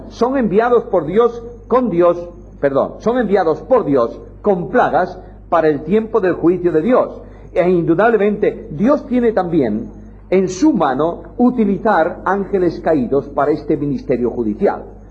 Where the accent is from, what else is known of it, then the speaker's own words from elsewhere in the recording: Galicia, Spain; Y yo, como gallego, buen gallego, el gallego es un hombre que a una pregunta contesta con otra pregunta.